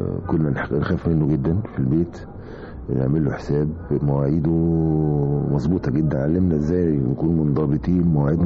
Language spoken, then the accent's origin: Arabic; Alexandria, Alexandria Governorate, Egypt; والله أنا الحقيقة اتولدت في اسكندرية على البحر، يعني بيتي بيت أهلي وأبويا وأمي على البحر، بيني وبين البحر 100 متر تقريبا، ونشأت هناك وتربيت هناك لغاية لما دخلت الجامعة وتخرجت من الجامعة وأنا عايش في هذه المنطقة، منطقة اسمها جليم.